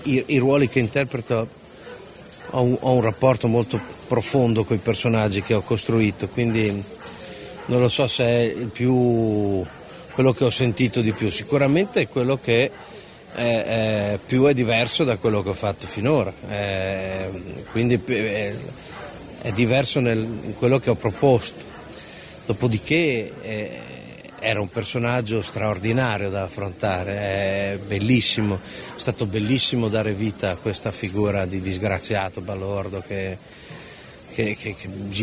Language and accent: Italian; Friuli-Venezia Giulia, Italy; appartiene molto alla mia terra, appartiene molto al Friuli, come un luogo pieno di uggia, di nebbie, di ombre